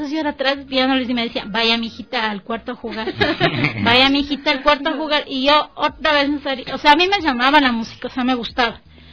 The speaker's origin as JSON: {"language": "Spanish", "country": "Ecuador", "said": "Soy la única de Ecuador, no hay más."}